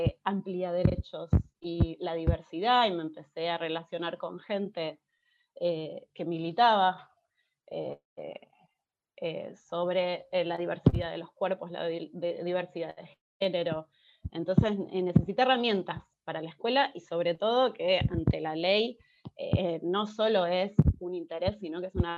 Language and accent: Spanish; Buenos Aires, Argentina; nací y vivo en Capital